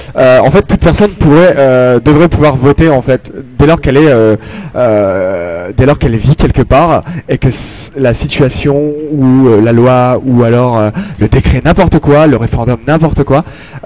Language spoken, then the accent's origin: French; France; je suis français, certes, ok